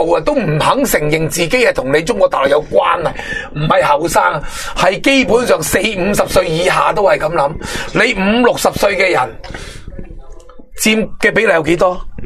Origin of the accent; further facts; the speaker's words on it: Taiwan; 佢哋觉得我哋台湾人再咁样就冇咗台湾，